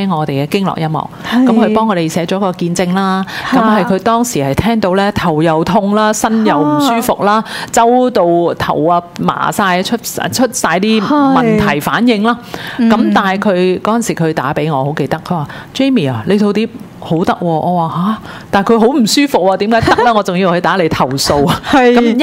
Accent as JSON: {"language": "Cantonese", "country": "Hong Kong", "said": "就不是跟回我香港人是不是跟香港时间"}